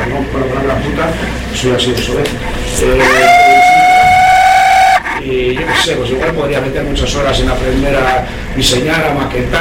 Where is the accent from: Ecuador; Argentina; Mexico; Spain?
Spain; Vitoria-Gasteiz, Basque Country; menos que soy de Gasteiz